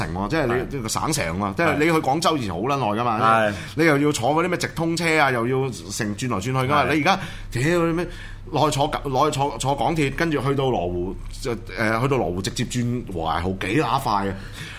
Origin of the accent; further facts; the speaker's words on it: Hong Kong; 本地我哋香港人有香港嘅咖喱嘅。